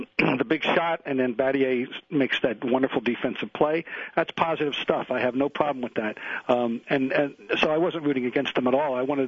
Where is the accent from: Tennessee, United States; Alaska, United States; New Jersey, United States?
New Jersey, United States; Trenton; My hometown team, the Trenton Colonials, is playing.